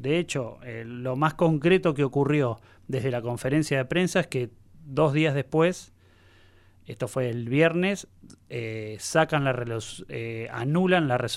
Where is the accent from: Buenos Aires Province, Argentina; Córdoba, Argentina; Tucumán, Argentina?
Buenos Aires Province, Argentina; La Plata; yo tengo como una mirada muy, muy provincial, porque soy platense